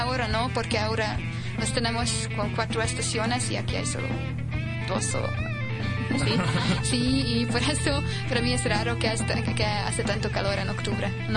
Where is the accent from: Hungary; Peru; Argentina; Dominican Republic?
Hungary; Budapest; Spanish is a second language; now in Mexico; De la capital, Budapest.